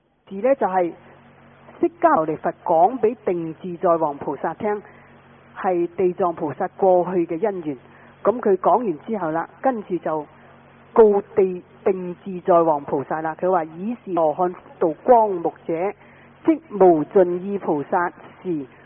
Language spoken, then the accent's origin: Chinese; Guangdong, China; 因为我们广东话呢就讲方话和妄语，就叫做讲大话